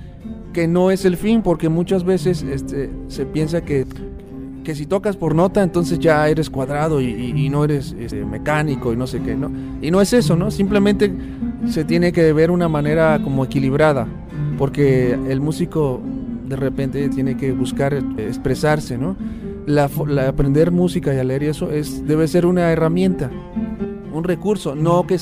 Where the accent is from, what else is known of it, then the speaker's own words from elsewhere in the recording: Huatusco, Veracruz, Mexico; De Huatusco, Veracruz.